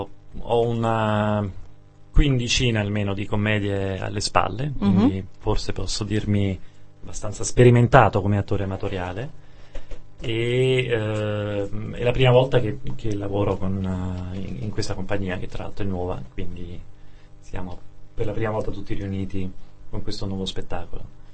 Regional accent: Naples, Campania, Italy; e io sono napoletano

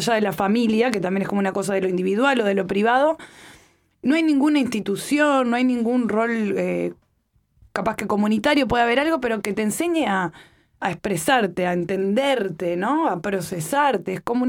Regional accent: Montevideo, Uruguay; siendo uruguaya, digamos, o montevideana.

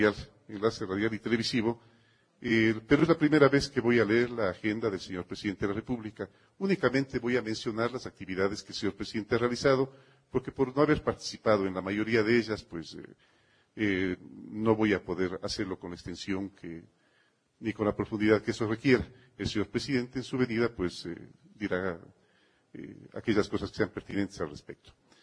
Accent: Ecuador; Siempre Quito ha sido extraordinariamente amable, al igual que somos todos los ecuatorianos.

